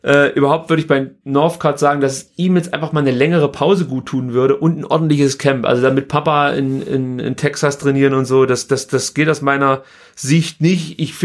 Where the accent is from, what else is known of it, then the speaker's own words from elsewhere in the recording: East Germany, Germany; ich bin ja in der DDR groß geworden.